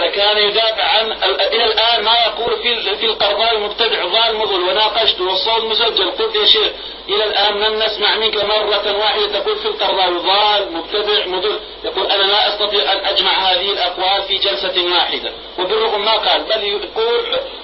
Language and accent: Arabic; Jordan; ماذا تنصح الشباب هنا مثلا عندنا في الاردن؟